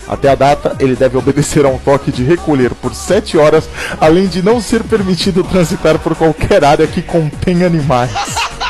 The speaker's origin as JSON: {"language": "Portuguese", "region": "Pernambuco", "country": "Brazil", "said": "E eu sou de Pernambuco, rapaz."}